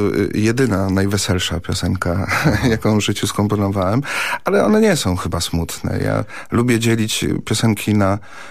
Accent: Koszalin, West Pomeranian Voivodeship, Poland; ja pochodzę z Koszalina, tam zaczynałem

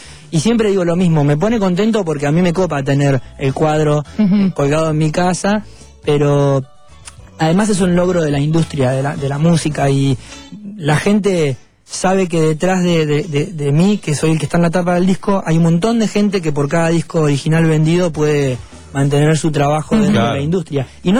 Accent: Bahía Blanca, Buenos Aires Province, Argentina; yo soy de Bahía Blanca, así que pasé mucho tiempo de mi infancia yendo y viniendo por ahí, por esa zona.

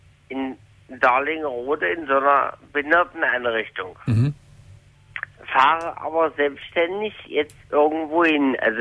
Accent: Magdeburg, Saxony-Anhalt, Germany; now in Harz, Germany; Ich komme normalerweise aus Magdeburg.

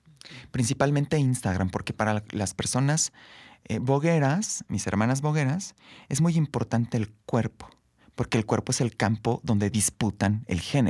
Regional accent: Querétaro, Mexico; tú sabes, yo soy de Querétaro, y empiezo a ir a las prácticas en Querétaro.

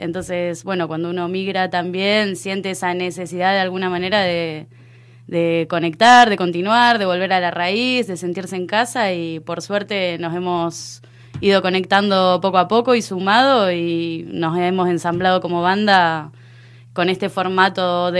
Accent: Rosario, Santa Fe, Argentina; Bueno, yo soy de Rosario, que es una ciudad que tiene mucha influencia

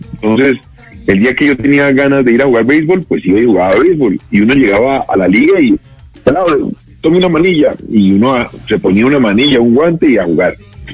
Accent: Cali, Valle del Cauca, Colombia; now in Bogotá, Colombia; aquí en Bogotá, yo soy caleño, pero adoptado en Bogotá como ciudad de trabajo

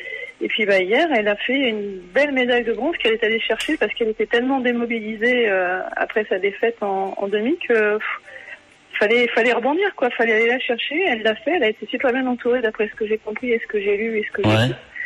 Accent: Centre-Val de Loire, France; j'adore la Sologne parce que je suis originaire de Sologne

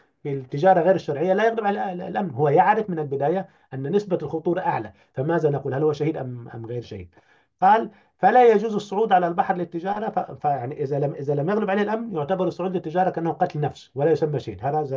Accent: Upper Egypt, Egypt; أنا كصعيدي ريفي يعني عايشت هذا الأمر،

